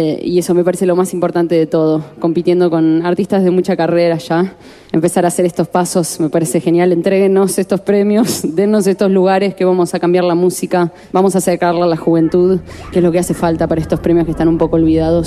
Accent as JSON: {"language": "Spanish", "region": "Santa Fe", "country": "Argentina", "said": "Yo soy de Santa Fe."}